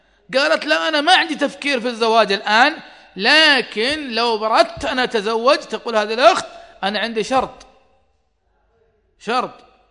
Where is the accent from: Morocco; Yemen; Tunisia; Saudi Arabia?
Saudi Arabia; حريمنا ما يسوقون عندنا في السعودية